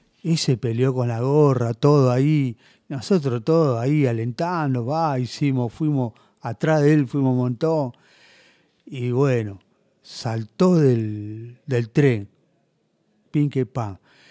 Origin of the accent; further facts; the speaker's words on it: Buenos Aires, Argentina; Yo soy de acá de Capital